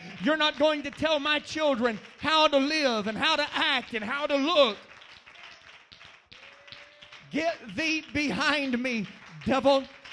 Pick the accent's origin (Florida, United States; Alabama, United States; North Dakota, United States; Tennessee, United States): Alabama, United States; Birmingham; I grew up poor. I was so poor. I grew up in Birmingham, Alabama, and I lived in a rough neighborhood.